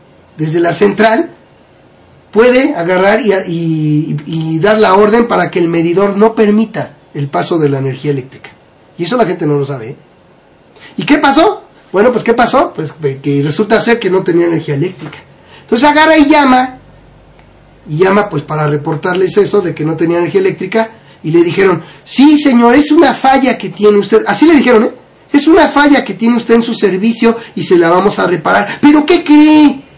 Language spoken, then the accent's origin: Spanish; Argentina; now in Mexico; Pánico a las privatizaciones tengo, soy de Argentina y ya hemos pasado por esto.